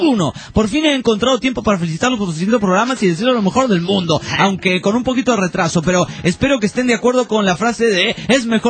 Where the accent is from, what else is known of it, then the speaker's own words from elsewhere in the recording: Argentina; Hola, soy de Argentina, amante de México.